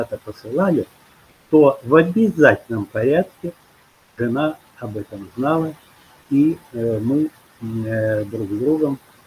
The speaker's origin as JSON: {"language": "Russian", "region": "Siberia", "country": "Russia", "tie": "born or raised there", "also_born_or_lived": "Kyiv", "moved": "yes", "said": "даже живя в Киеве, а мы там жили 4 года, мы из Киева ехали в отпуск в Сибирь, к своим родителям, в свои родные места."}